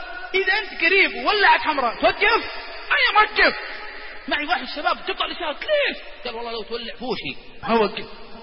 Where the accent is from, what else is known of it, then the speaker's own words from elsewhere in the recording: Saudi Arabia; إحنا سعوديين حارين شوي حارين الآن إحنا سعوديين